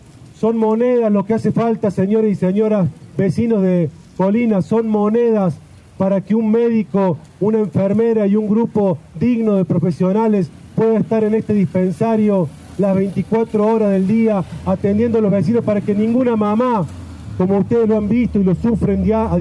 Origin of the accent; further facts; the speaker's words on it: Villa Carlos Paz, Córdoba, Argentina; como argentino y como carlospacense